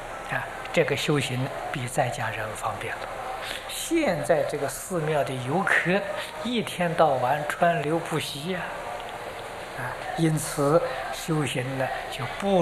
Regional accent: Anhui, China; 我是安徽人，我们家乡步行到九华山要走一个星期，啊，我们住在江北，过长江要走一个星期

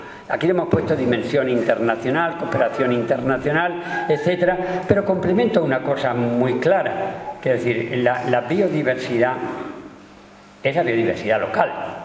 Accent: Spain; moved away as an adult; also born or lived in United States; por una serie de razones también políticas, me fui de España y hice otro doctorado en genética en Estados Unidos.

